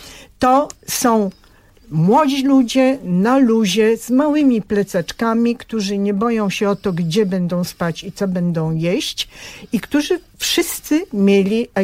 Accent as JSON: {"language": "Polish", "country": "Bulgaria", "said": "Ja pochodzę z Bułgarii, co roku ja tam jeżdżę."}